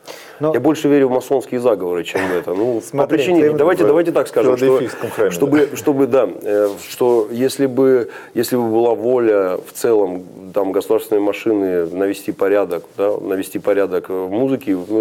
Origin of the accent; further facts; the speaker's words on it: Rostov-on-Don, Rostov Oblast, Russia; Ну, я из Ростова-на-Дону.